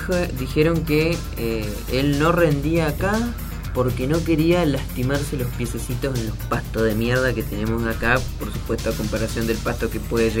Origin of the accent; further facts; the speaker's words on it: Reconquista, Santa Fe, Argentina; yo soy de Reconquista, Santa Fe, tierras de Batistuta, Comiso, el ex marido de Alfano.